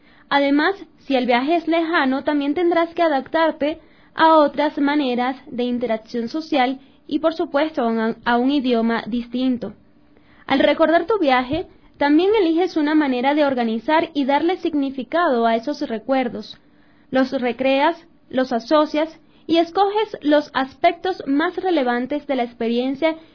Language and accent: Spanish; Venezuela; Yo soy venezolana